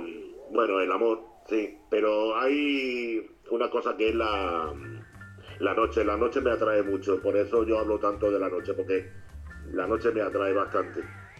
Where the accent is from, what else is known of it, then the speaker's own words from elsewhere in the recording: Málaga, Andalusia, Spain; born there; Nací en Málaga un 9 de abril del 50. En el hospital 18 de julio